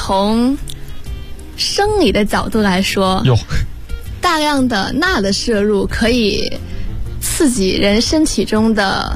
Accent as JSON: {"language": "Chinese", "region": "Hebei", "country": "China", "said": "我是河北的。"}